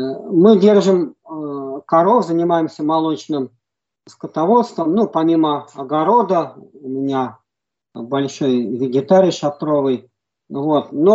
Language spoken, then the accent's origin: Russian; Moscow, Russia; я сам коренной москвич. Вот, хотел выехать из Москвы еще со студенчества.